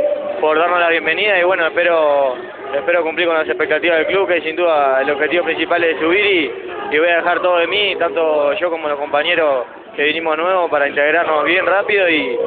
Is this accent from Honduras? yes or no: yes; Honduras; te lo digo como hondureño.